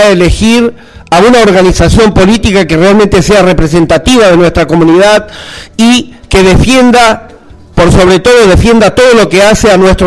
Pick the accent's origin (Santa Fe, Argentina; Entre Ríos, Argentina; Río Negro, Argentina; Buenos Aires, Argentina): Buenos Aires, Argentina; de Villa 2124 Barracas.